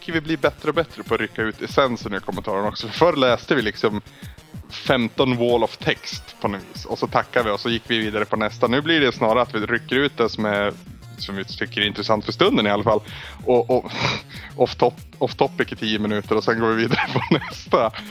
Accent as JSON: {"language": "Swedish", "region": "Norrland", "country": "Sweden", "said": "jag har svårt att ta cred för att jag är en kille från Norrland liksom."}